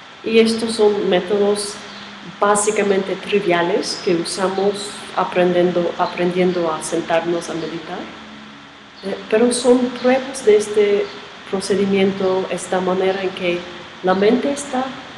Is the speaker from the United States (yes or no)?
yes; New York, United States; Yo, perdona, pero soy de Nueva York y pueden decir cualquier otra cosa.